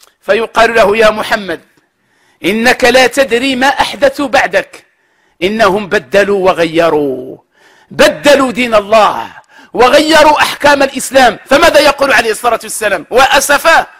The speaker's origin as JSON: {"language": "Arabic", "country": "Morocco", "said": "نحن نعلم جميعا كمغاربة بأن هذه السنة من أسوأ السنوات"}